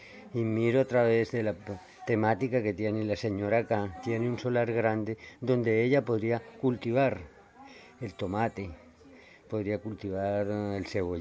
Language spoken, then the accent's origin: Spanish; Río de Oro, Cesar, Colombia; vengo de Río de Oro.